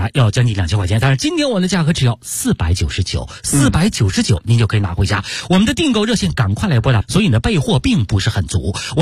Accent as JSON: {"language": "Chinese", "region": "Beijing", "country": "China"}